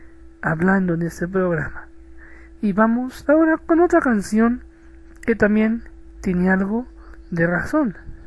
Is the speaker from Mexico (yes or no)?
yes; Mexico; Hay mucha tradición y cultura en mi país, y por eso tiene una cosa que no sé qué es, pero que me encanta. Eso me encanta de México.